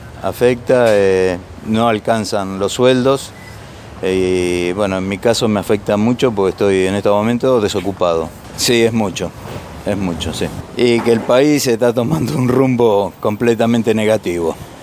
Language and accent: Spanish; Cañuelas, Buenos Aires Province, Argentina; soy de acá de Cañuela.